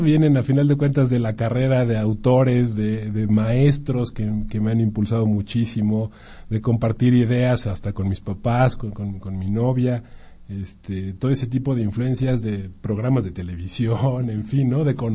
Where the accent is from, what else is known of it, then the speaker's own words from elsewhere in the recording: Mexico City, Mexico; yo nací y crecí en el Distrito Federal, y sí era un poquito más complicado jugar en las calles